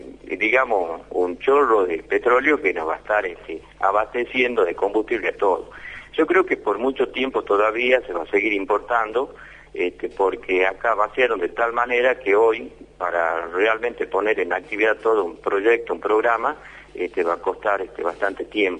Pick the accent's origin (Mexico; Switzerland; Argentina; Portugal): Argentina; nos han hecho como argentinos, como trabajadores y como ciudadanos